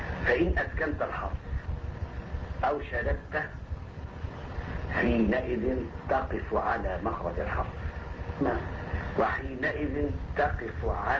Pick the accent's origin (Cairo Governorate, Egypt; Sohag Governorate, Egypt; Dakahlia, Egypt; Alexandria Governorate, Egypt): Cairo Governorate, Egypt; Cairo; also born or lived in Sharqia; ومنشأ القاهرة